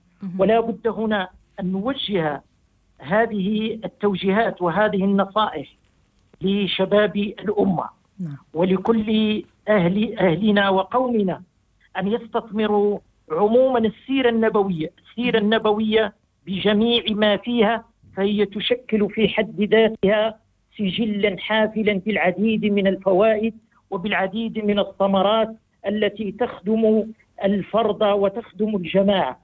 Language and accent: Arabic; Morocco; وفي بلدنا المغرب